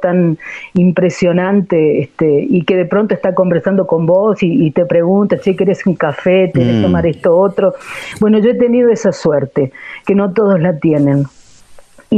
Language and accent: Spanish; Catamarca, Argentina; also born or lived in San Juan; Soy catamarqueña.